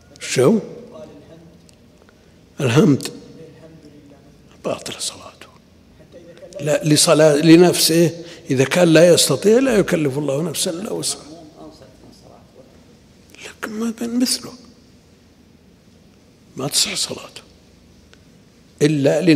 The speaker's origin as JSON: {"language": "Arabic", "region": "Najd", "country": "Saudi Arabia", "said": "سيما عندنا في نجد كثير بما في ذلك بعض طلاب العلم يقرؤون هكذا"}